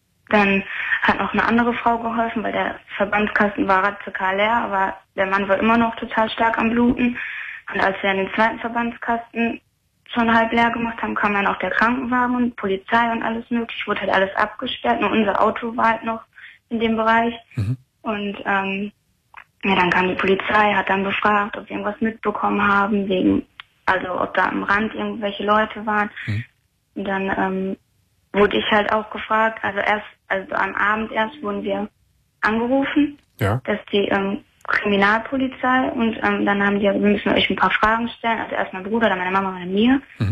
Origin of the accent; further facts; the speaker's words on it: Bottrop, North Rhine-Westphalia, Germany; Also ich komme aus Bottrop und da war im Jahre 2004, das war der Oktober, also da war ich 8 Jahre alt